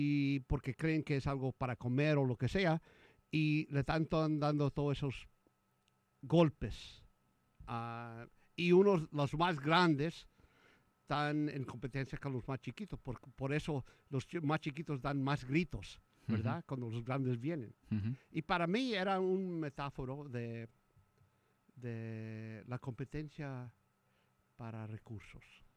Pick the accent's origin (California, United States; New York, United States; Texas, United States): Texas, United States; yo soy de Texas. Nací en Texas. Y mi familia es de esa parte de Texas que, donde está McAllen.